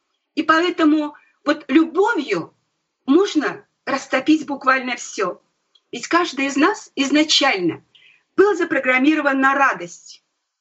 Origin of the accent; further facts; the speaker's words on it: Krasnoyarsk, Krasnoyarsk Krai, Russia; born there; Вот я вспомнила свое детство. Я родилась в Красноярске.